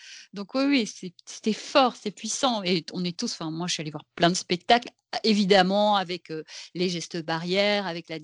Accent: Belgium; parce que je ne sais pas si c'est parce que je viens de Belgique

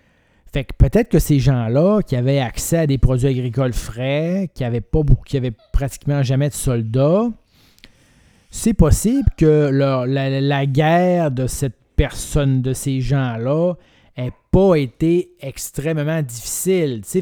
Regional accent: Quebec, Canada; moi je viens du Saguenay, je l'ai dit, OK?

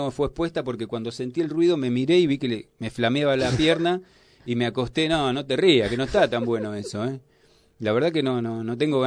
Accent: Buenos Aires Province, Argentina; also born or lived in Moreno; Yo viví en Moreno hasta los 6, casi 7 años, y me fui acá a la provincia de Buenos Aires, un lugar, y aprendí a andar a caballo

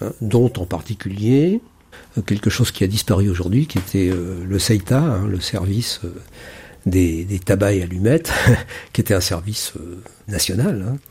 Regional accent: Paris, Île-de-France, France; je suis parisien.

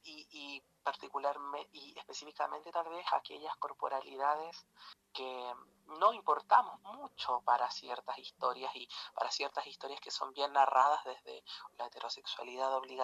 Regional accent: Illapel, Coquimbo, Chile; desde fines de marzo me encuentro viviendo en Illapel, que es el pueblo donde yo nací, donde tengo a mi familia y me crié muchos años de mi vida, y del cual salí por esas oportunidades de estudiar en otro lado, y como buena provinciana y pueblerina

